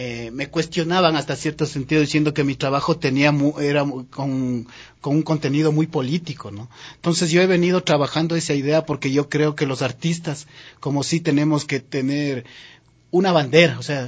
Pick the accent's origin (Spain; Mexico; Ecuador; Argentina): Ecuador; el colectivo está conformado por 7 miembros que somos ecuatorianos